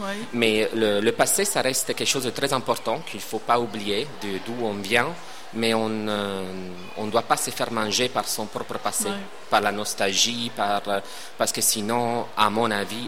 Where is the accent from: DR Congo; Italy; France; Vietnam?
Italy; moved away as an adult; quand je suis parti de l'Italie, j'avais 20 ans, et j'ai laissé tout un groupe d'amis